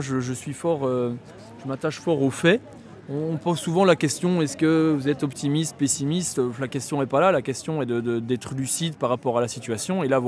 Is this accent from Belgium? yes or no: yes; Wallonia, Belgium; Je suis gommais, moi. Donc je viens du sud de la Belgique. Et puis voilà, après quelques années d'études à Bruxelles, je suis retourné dans ma région natale.